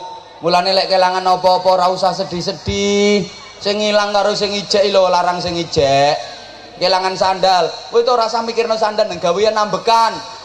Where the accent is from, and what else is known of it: Indonesia; born or raised there